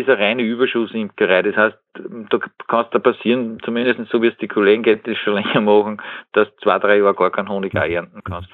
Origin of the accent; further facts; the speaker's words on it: Upper Austria, Austria; sonst hat es ja bei uns in Oberösterreich über +1 Grad